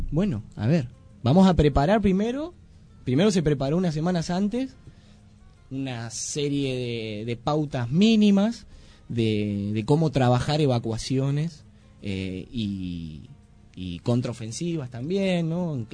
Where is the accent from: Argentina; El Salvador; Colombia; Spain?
Argentina; Buenos Aires; A esto sumado la estigmatización con la cual vamos los argentinos y más los que venimos de Buenos Aires, ¿no?